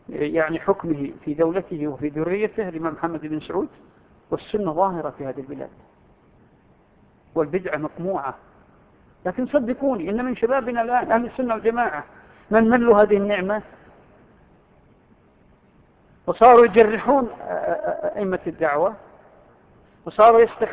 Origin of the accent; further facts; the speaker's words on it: Saudi Arabia; في بلادنا المملكة العربية السعودية أو ما حولها دول الخليج والأردن ونحو ذلك